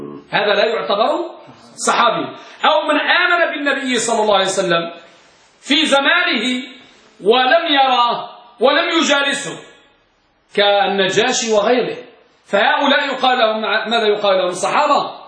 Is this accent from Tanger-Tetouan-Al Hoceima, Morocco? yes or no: yes; Tangier, Tanger-Tetouan-Al Hoceima, Morocco; عندنا بطنجة